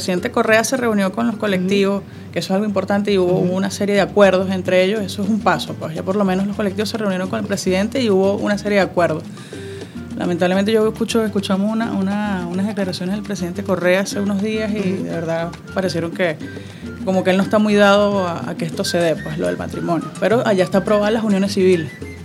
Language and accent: Spanish; Venezuela; somos venezolanas casadas en Argentina